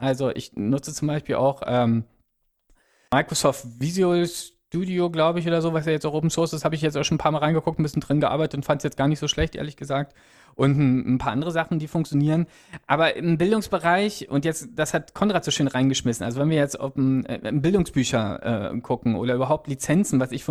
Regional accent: Berlin, Germany; also Berlin ist meine Heimatstadt, deswegen höre ich immer noch Berliner Radio sehr viel

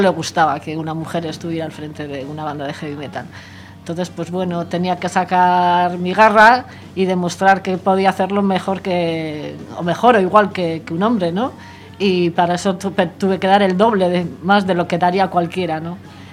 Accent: Santurtzi, Basque Country, Spain; yo soy de Santurce, de mi barrio y de la gente que yo andaba y conocidos

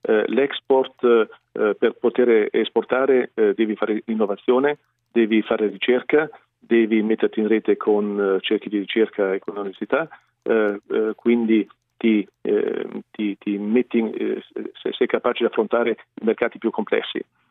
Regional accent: Bolzano, Trentino-Alto Adige, Italy; Provengo da un territorio, sono di Bolzano, Alto Tesino, dove siamo riusciti ad abbattere la disoccupazione

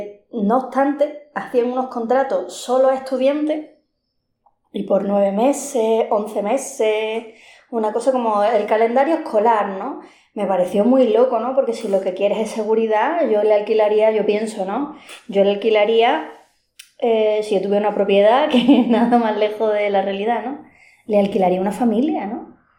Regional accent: Málaga, Andalusia, Spain; bueno, yo soy de Málaga, ¿no?

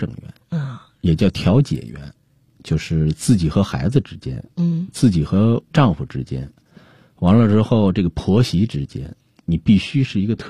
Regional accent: China; 我们中国人有时候就太随性

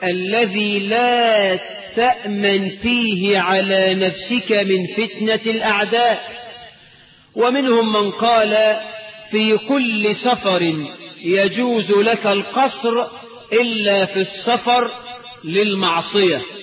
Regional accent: Egypt; اللهم اجعل بلدنا مصر آمنة مطمئنة

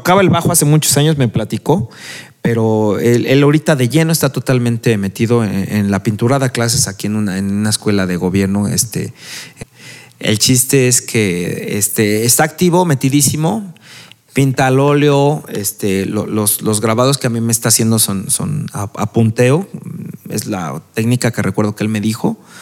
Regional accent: Ciudad Sahagún, Hidalgo, Mexico; yo vengo de Ciudad Sahagún. Ciudad Sahagún está sentado en las faldas de dos cerros, el Santana y de este lado el Jiwingo.

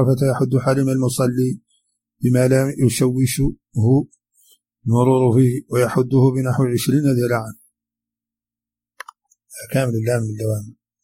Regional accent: Mauritania; accent: Hassaniya; هذه كلمات من لهجتنا الحسانية وردت في هذا الشريط، قد لا يفهمها العربي الفصيح

